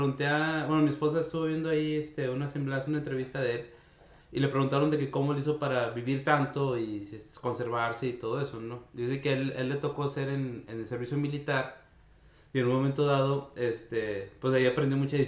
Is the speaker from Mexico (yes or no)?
yes; Zacatecas, Mexico; Yo tuve la oportunidad de verlo en teatro, allá en mi terruño zacatecano